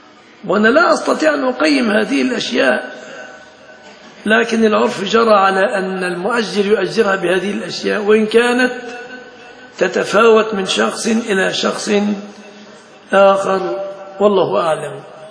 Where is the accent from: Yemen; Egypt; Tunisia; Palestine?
Egypt; يتفصل جيبة عندنا في مصر